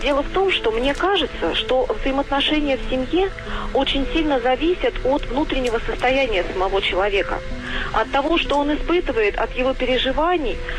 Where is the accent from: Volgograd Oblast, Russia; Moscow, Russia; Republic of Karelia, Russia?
Volgograd Oblast, Russia; Volgograd; Я из Волгограда, журналист.